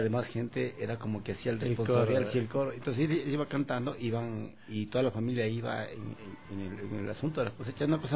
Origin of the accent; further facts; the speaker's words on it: Quito, Pichincha, Ecuador; y yo soy de Quito, pero yo fui a vivir allá a los 15 años en Conocoto y viví la mayoría de mi vida en Conocoto.